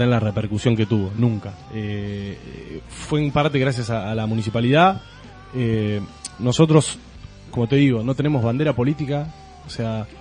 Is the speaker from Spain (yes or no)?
no; Munro, Buenos Aires Province, Argentina; Sí, somos de Munro.